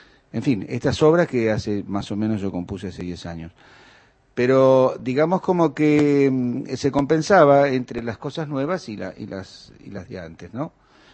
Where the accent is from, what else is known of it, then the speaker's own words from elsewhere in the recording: Quilmes, Buenos Aires Province, Argentina; born there; yo nací en Quilmes, de padres trabajadores